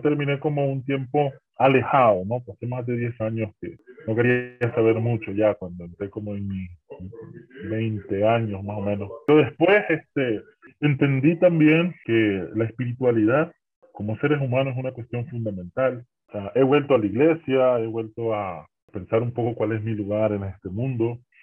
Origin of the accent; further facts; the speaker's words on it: Nicaragua; soy nicaragüense y he trabajado un poco con comunidades